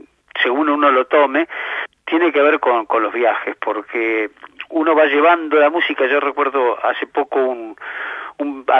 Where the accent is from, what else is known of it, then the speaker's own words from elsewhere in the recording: Argentina; Comparar nuestra vida como argentinos, nuestra realidad.